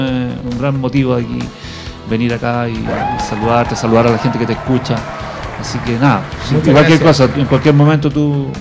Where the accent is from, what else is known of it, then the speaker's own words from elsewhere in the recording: Puente Alto, Santiago Metropolitan Region, Chile; born there; Yo nací en Puente Alto, soy profesor de educación física, estudié psicología, soy psicólogo, tengo un magíster en educación